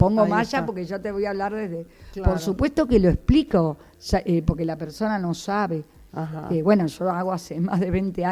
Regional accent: Buenos Aires, Argentina; moved away; Yo también me fui hace 30 años de Buenos Aires, soy de Buenos Aires, me fui al sur a estudiar, a trabajar, porque soy profesora de arte, de Bellas Artes.

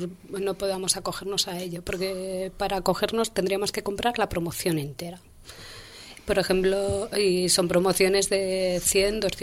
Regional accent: Madrid, Community of Madrid, Spain; como ciudadana madrileña quería saber a quién habían vendido la vivienda de protección oficial que habíamos pagado todos los madrileños

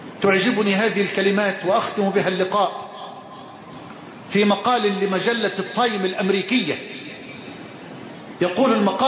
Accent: Egypt; اللهم اجعل بلدنا مصر واحة للأمن والأمان

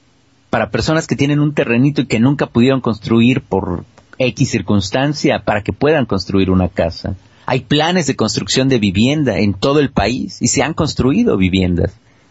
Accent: Mexico; now in Argentina; Yo que soy un hijo de la crisis y que vengo de México, de un país en crisis, llegué a otro en crisis

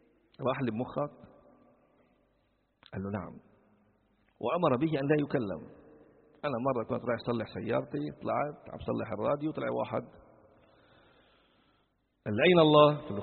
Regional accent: Sidon, South Governorate, Lebanon; كما في البلدة القديمة عندنا في صيدا

